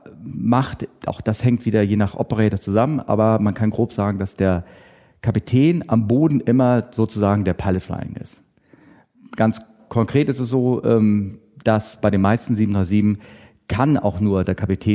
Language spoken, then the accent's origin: German; Hamburg, Germany; Ja, okay. Ich bin aus Hamburg.